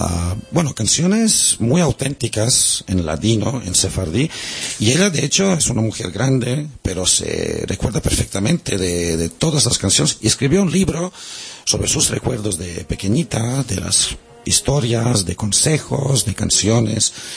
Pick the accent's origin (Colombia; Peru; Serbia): Serbia; Yo soy serbio, pero francés, soy catalán, soy músico.